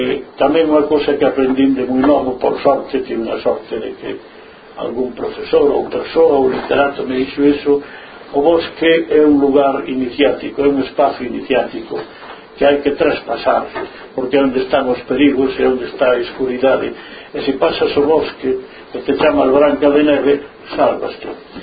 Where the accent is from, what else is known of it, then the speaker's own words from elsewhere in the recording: Galicia, Spain; Como somos galegos